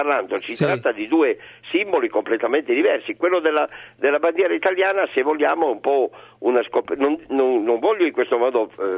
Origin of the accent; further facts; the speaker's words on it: Turin, Piedmont, Italy; io sono di Torino